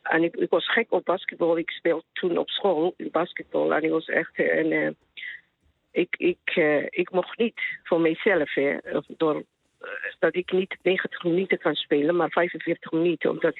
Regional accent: Somalia; Dutch is a second language; now in Netherlands; Ja, ik kom uit Somalië. En ik ben hier in Nederland in de jaren 90.

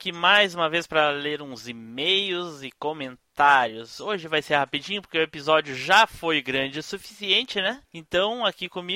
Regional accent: São Paulo, Brazil; now in Fortaleza, Brazil; Eu moro em Fortaleza, Ceará, há 3 anos. Sou natural de São Paulo, capital.

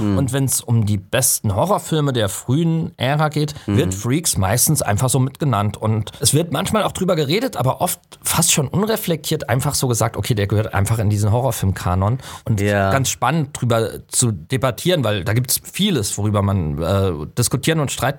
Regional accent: Southwest Germany, Germany; ich komme ja aus dem Südwesten und im Südwesten gibt es ja eine starke Rummel-Jahrmarkt-Tradition.

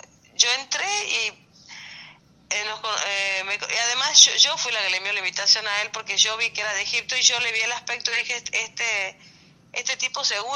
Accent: Tucumán, Argentina; now in Colombia; Pues soy tucumana.

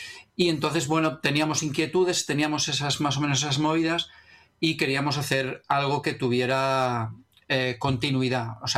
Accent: Valencia, Valencian Community, Spain; Somos gente de La Malva Rosa

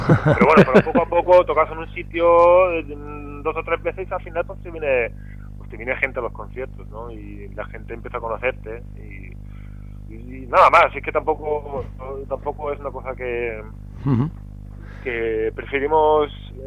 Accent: Denmark; Spanish is a second language; now in Torrevieja, Spain; yo soy danés, de Dinamarca, que también llevo aquí en Torrevieja, pues eso, 30 y pico años.

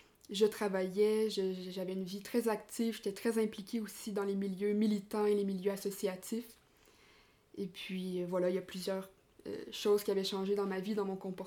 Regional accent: Quebec, Canada; Déjà comme on peut l'entendre, je suis québécoise. Donc, j'arrive tout juste du Québec. Je suis en France actuellement pour faire du woofing

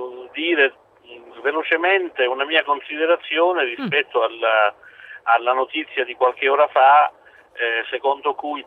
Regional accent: San Lorenzo del Vallo, Calabria, Italy; Il mio paese si chiama San Lorenzo del Vallo, sì

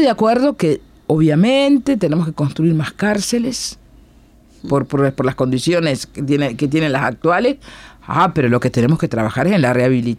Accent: Cerro Largo, Uruguay; Yo soy de Cerro Largo, fuimos a Cerro Largo, pero fuimos a la localidad de Río Branco.

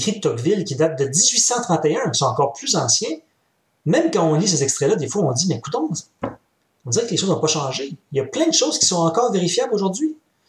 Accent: Quebec, Canada; Oui, j'ai mon passeport canadien, mais tu sais, je suis pas un Canadien anglais, là, je suis un Québécois.

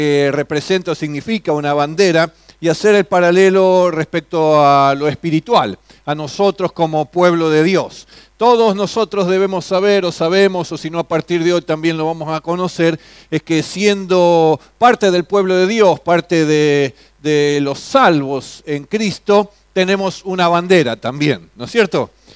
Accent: Argentina; Como ciudadanos argentinos, nuestra bandera, nuestro símbolo patrio es esta celeste y blanca con el sol en el medio también.

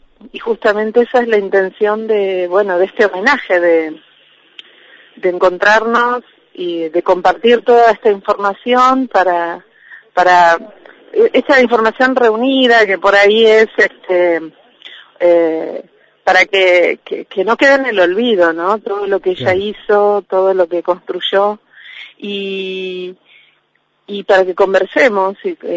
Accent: Trelew, Chubut, Argentina; en mi caso soy de Trelew, y desde ahí, desde esos lugares, venimos viajando durante varios meses al Viedma

